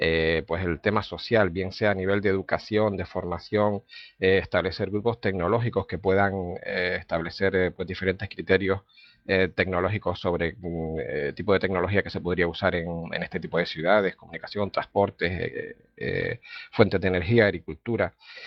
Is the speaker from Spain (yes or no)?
yes; Las Palmas, Canary Islands, Spain; de Las Palmas